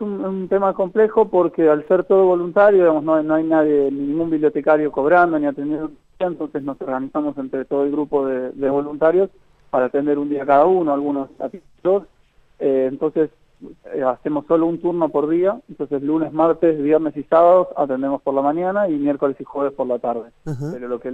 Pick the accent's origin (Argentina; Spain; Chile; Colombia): Argentina; Buenos Aires; now in Lago Puelo, Argentina; Yo que vengo de Buenos Aires, así que conozco, digamos, cómo es la vida en Buenos Aires y esta vida. Decidí mudarme, particularmente yo, ¿no? Es mi historia. Y apenas llegué a Lago Puelo, es una vida mucho más tranquila, mucho más amistosa.